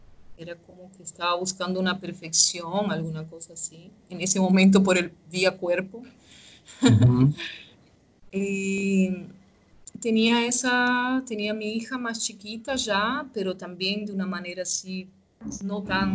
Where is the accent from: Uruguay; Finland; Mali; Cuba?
Cuba; now in Brazil; Desde el momento que salí de Cuba, cuando pasamos por Panamá, que se veía la pobreza, que la gente en Panamá no hablaba español, hablaba inglés. Y era súper extraño ver todo eso. Y al llegar a Brasil